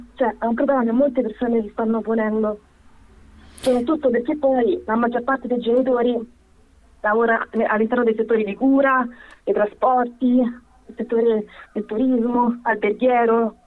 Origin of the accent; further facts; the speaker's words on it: Serbia; now in Italy; Quindi c'è tutto quanto un gap di quando ero piccola, che non ho vissuto il mio paese. Poi comunque io, non essendo fluente nel serbo, lo capisco ma non lo parlo bene.